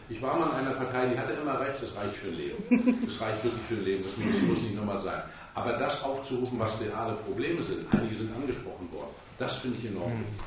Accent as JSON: {"language": "German", "region": "Mecklenburg-Vorpommern", "country": "Germany", "said": "Und ich komme aus Vorpommern. Also einer wirklich spannenden Region."}